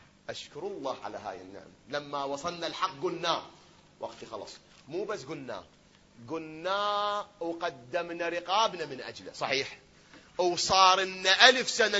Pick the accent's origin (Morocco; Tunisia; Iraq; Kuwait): Iraq; احنا الآن هذا بلدنا العراق الحبيب الغالي الكريم، بلد الأنبياء وبلد الأئمة